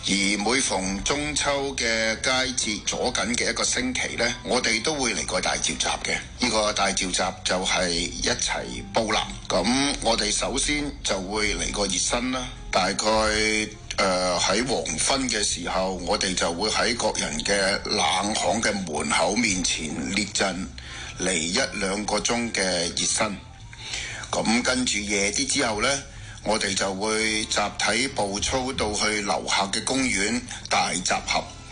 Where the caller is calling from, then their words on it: Ohio, United States; 最后我想介绍一下我自己，我是来自俄亥俄州的